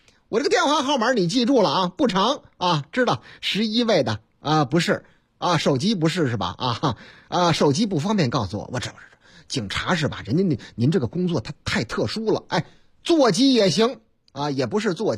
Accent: Zhengzhou, Henan, China; 你听这个口音还听不出来吗？我老家河南郑州，啊，不是我那个唯一的老家，哎，我老家多

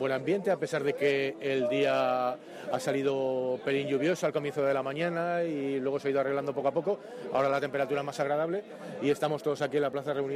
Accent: Tudela, Navarre, Spain; De Tudela.

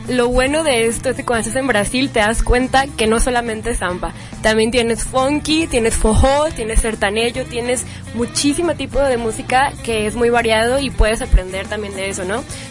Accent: Mexico; De hecho, tienen un gran cariño hacia los mexicanos. Yo llegaba y me preguntaban, ¿y de dónde

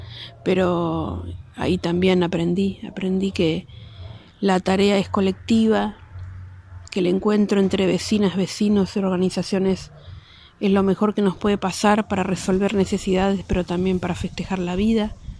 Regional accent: Chaco, Argentina; Vivo ahí hace más de 30 y pico de años. Vinimos con mis viejos, fueron varias mudanzas, pero venimos del Chaco, yo soy chaqueña.

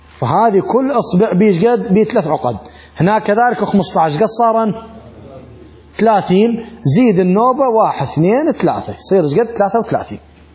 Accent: Iraq; وعندنا بالعراق يعني نقرأ بعد بالأخص بالعشاء

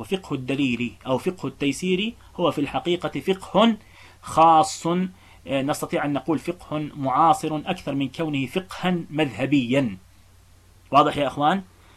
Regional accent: Palestine; يعني إحنا عندنا في فلسطين لا يوجد مذهب فعليا

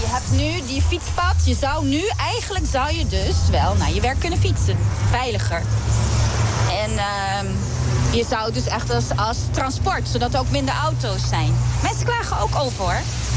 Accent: Aruba; Als wij als Arubanen blij zijn, dan klagen ze.

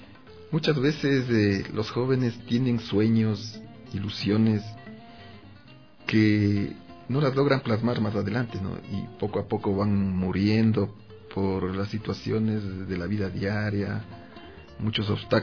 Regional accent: Ambato, Tungurahua, Ecuador; De donde yo soy oriundo, ahí está a la venta.

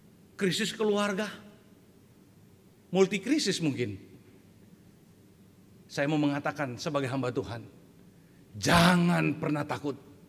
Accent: Central Sulawesi, Indonesia; Karena saya tahu di Indonesia Timur, kita orang Indonesia Timur ya, saya dari Sulawesi Tengah.

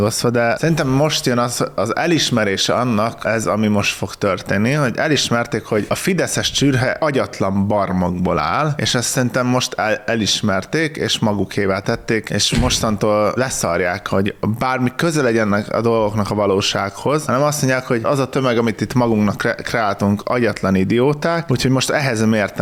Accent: Felcsút, Fejér, Hungary; Felcsút az jó hely. Amúgy én is voltam sokszor ott, mert közelében van, szomorú, onnan származom.

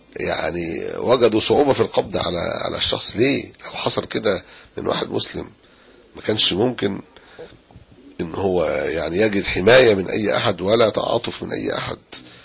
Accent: Egypt; صفاتنا ان احنا مواطنين مصريين

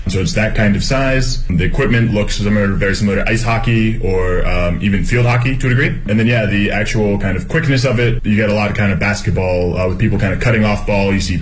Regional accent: Pittsburgh, Pennsylvania, United States; now in Beijing, China; from Pittsburgh, Pennsylvania. Been in Beijing for about 4 years

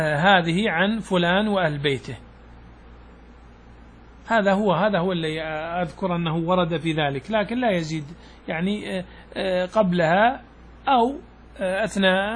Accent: Saudi Arabia; هذا العادة قل أن تسلم بنوع من البهائم يعني من الضأن عندنا في السعودية

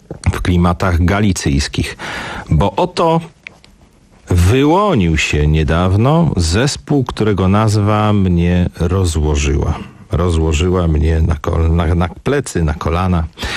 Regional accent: Warsaw, Masovian Voivodeship, Poland; jako warszawiak mogę powiedzieć, że w Pradze czuję się troszeczkę lepiej

